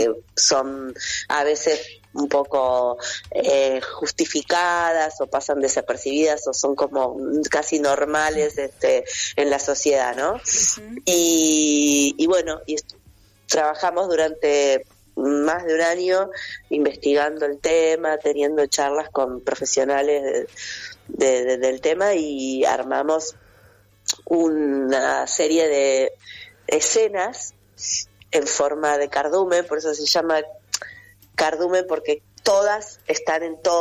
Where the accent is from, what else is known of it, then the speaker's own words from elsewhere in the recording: Vicente López, Buenos Aires Province, Argentina; somos de Vicente López, de un centro cultural que se llama Tiempos de Memoria.